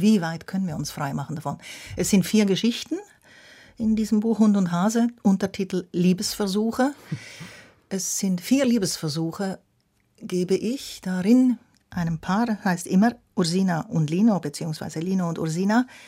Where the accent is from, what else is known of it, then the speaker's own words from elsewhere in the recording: Switzerland; born there; Ich bin ja in der Schweiz geboren.